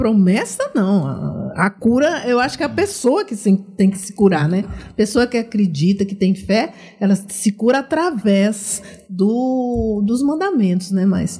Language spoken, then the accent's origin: Portuguese; Bahia, Brazil; Sou baiana, graças a Deus.